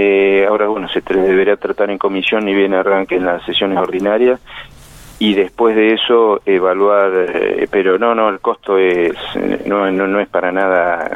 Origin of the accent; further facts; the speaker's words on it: Buenos Aires Province, Argentina; yo soy de provincia de Buenos Aires y que allá se estaban implementando, o sea, nacido allá, ¿no?